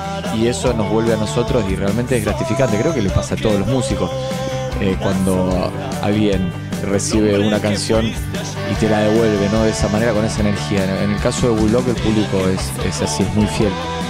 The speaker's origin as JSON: {"language": "Spanish", "town": "Rosario", "region": "Santa Fe", "country": "Argentina", "said": "Si bien nosotros no vivimos aquí en Buenos Aires, somos oriundos de Rosario, de la provincia de Santa Fe"}